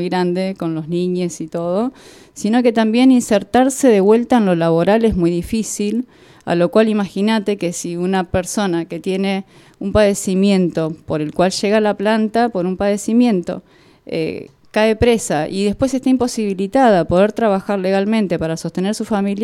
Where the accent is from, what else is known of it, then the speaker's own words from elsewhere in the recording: Villa de Soto, Córdoba, Argentina; La gente de campo, yo vengo de Villa de Soto, mi abuela sembraba cáñamo para hacer la suela de las alpargatas.